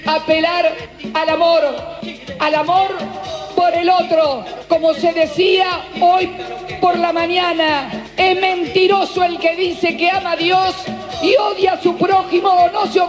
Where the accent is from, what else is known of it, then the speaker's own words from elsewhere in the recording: Argentina; a veces me duele como argentina, como mujer